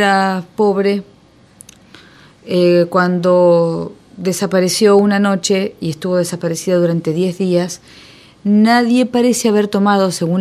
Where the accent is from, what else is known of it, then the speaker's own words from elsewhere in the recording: Argentina; en medio de tanta impunidad que nosotros vivimos como argentinos